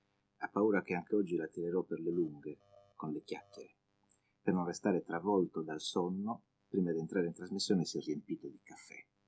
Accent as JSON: {"language": "Italian", "region": "Sardinia", "country": "Italy", "said": "Anch'io devo essere un po' brontosardo, innamorato della mia terra."}